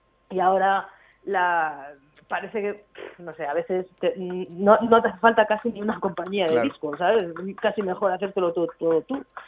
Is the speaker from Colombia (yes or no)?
no; Madrid, Community of Madrid, Spain; born there; now in Barcelona, Spain; mis dos ciudades, que son donde nací, que es en Madrid, y donde vivo, que es aquí en Barcelona.